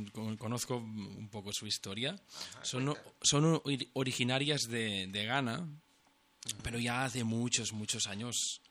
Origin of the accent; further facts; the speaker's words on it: Centelles, Catalonia, Spain; yo vengo de Centellas, de la comarca de Osona también, que estamos a 50 kilómetros de Barcelona, ¿no?